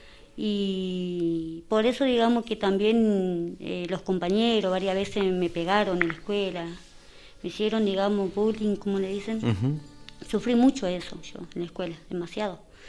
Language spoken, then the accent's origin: Spanish; Puerto Madryn, Chubut, Argentina; also born or lived in Mendoza; yo soy de Puerto Madryn. Ah. O sea, nacida en Mendoza y criada en Puerto Madryn.